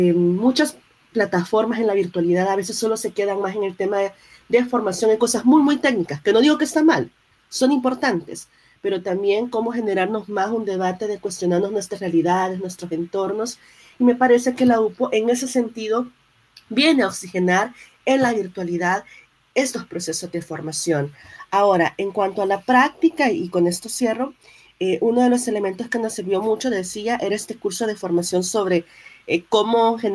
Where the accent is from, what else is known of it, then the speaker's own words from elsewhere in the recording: El Salvador; yo soy de acá, de El Salvador, siempre Centroamérica